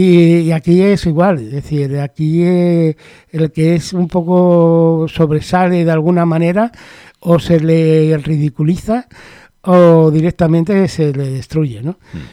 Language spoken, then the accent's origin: Spanish; Spain; born there; Yo nací en España, pues me quedo español